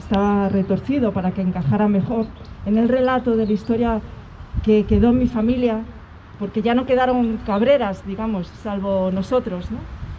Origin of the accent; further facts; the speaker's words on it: Community of Madrid, Spain; este no es mi lugar natal, yo soy madrileña, pero sí las raíces de la mitad de mi familia sí están ancladas aquí en Toledo, ¿no? Pero yo nunca viví aquí.